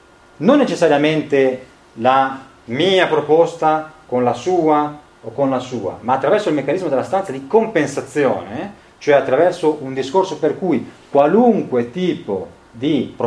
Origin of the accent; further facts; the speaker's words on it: Genoa, Liguria, Italy; io sono di Genova